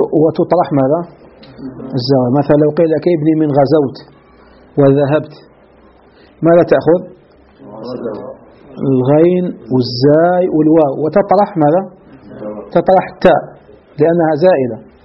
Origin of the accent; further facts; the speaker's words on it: Algeria; بعض المدارس ككتب التي كانت عندنا في الجزائر قديما